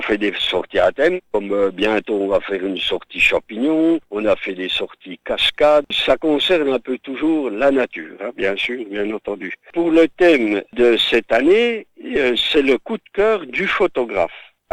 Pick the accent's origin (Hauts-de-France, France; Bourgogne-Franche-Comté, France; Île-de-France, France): Bourgogne-Franche-Comté, France; Et comme je suis natif du Haut-Doubs, j'étais également petit spéléologue